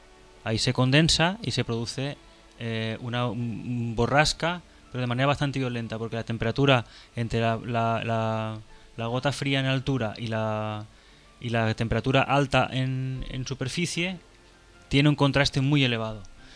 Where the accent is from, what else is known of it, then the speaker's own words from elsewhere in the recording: Xixona, Valencian Community, Spain; Una vez en mi pueblo, en Gijona